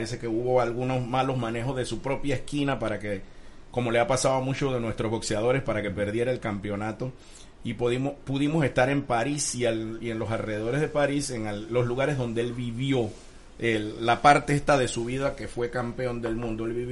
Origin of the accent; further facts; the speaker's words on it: Panama; elementos que nos hacen ser lo que somos, entonces nosotros también dejamos de existir de alguna manera como panameños.